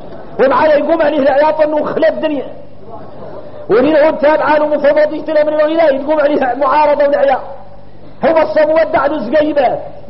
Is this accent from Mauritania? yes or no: yes; Mauritania; احنا موريتاني واحنا موريتاني غريبين